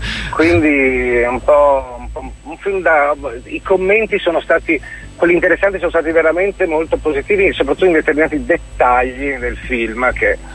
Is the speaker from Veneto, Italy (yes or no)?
yes; Veneto, Italy; io lo dico da veneto perché appunto non appartengo neanche culturalmente a quell'area